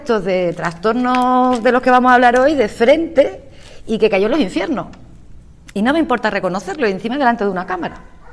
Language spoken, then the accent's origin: Spanish; Andalusia, Spain; en mi pueblo, en mi ciudad natal, a mí me llamaba mucho la atención que solamente venían gente de los pueblos alrededor. Venían de Tarifa, de San Roque